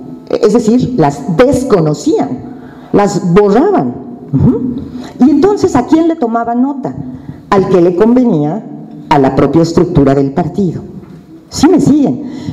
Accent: Mexico City, Mexico; cualquier mexicano, nahua, maya o chilango, como yo

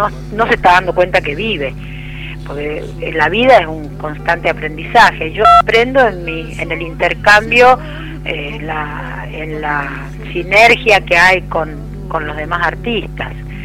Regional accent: Mendoza, Argentina; born or raised there; also born or lived in Quilmes

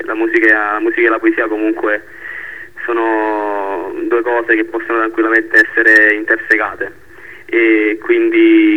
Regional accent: Naples, Campania, Italy; quelli che sono di Scampia, soprattutto ai giovani di Scampia, perché siamo proprio noi il futuro di questo quartiere.

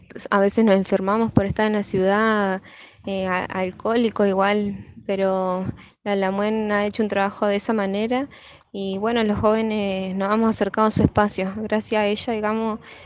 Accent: Comodoro Rivadavia, Chubut, Argentina; yo vengo de Comoro Rivadavia

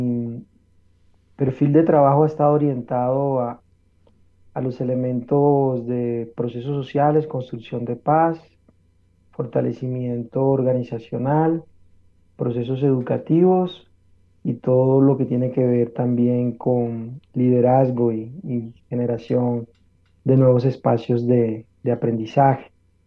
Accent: Colombia; born there; Yo soy colombiano de nacimiento, muy, muy orgulloso de haber nacido en este hermoso país

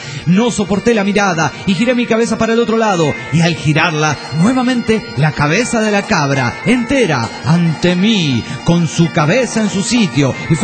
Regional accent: Villahermosa, Tabasco, Mexico; de Villahermosa, Tabasco, México.

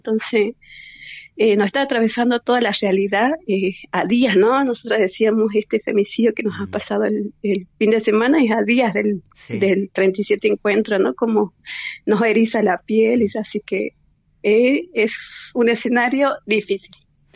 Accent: Jujuy, Argentina; acá con nuestra característica, ¿no? Creo que somos jujeña y queremos darle toda la importancia de la territorialidad.

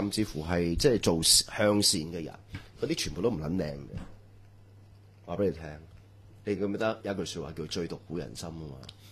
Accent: Hong Kong; 我哋香港人嚟

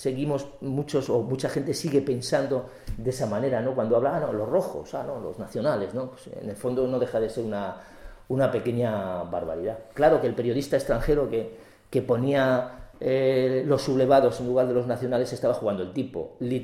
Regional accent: Spain; Los nacionales somos los españoles.

